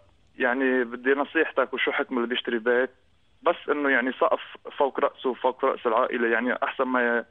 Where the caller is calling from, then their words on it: Australia; أنا عم بحكيك من أستراليا